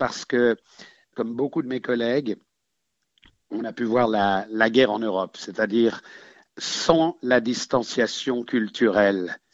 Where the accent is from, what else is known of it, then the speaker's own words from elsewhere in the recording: Geneva, Switzerland; born there; je suis né à Genève en 1952